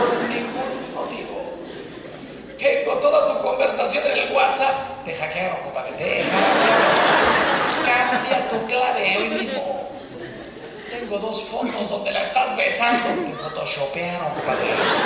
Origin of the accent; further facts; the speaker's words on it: Mexico; Miren, yo soy mexicano, me imagino que muchos de ustedes también.